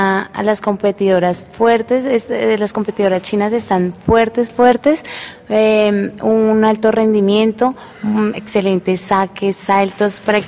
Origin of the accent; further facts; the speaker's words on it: Colombia; creo que como muchos colombianos